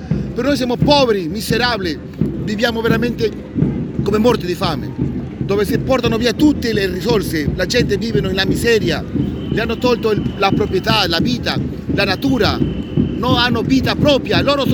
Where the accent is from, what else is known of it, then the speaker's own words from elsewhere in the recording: Lima, Peru; sono di Lima, Perù.